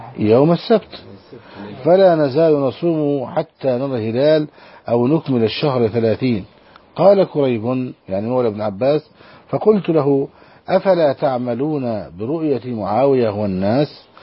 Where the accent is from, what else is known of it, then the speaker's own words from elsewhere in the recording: Saudi Arabia; عندنا في السعودية